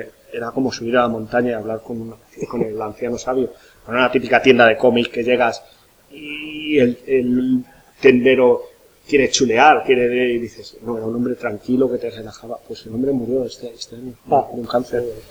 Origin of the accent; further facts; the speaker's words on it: Salamanca, Castile and León, Spain; yo soy de Salamanca allí